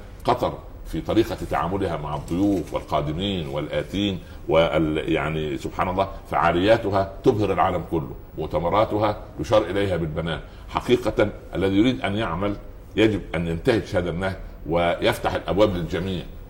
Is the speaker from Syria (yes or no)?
no; Upper Egypt, Egypt; قريتي هي صغيرة الحج، ولكنها كبيرة جدا، تسع العالم كله